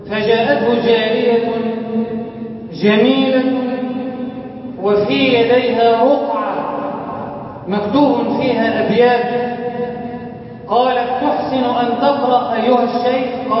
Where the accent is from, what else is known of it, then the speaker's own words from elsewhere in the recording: Egypt; اجعل بلدنا مصر أمنا أمانا، سخاء رخاء